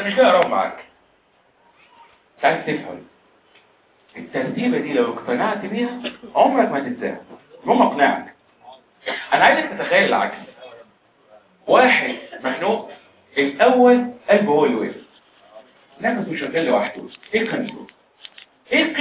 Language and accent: Arabic; Egypt; طب يعني عندنا في مصر موجوده